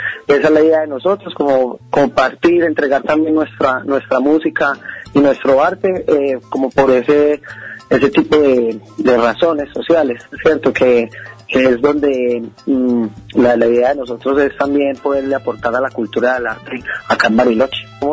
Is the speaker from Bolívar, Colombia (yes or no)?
no; Medellín, Antioquia, Colombia; Soy de Colombia, de Medellín, Colombia.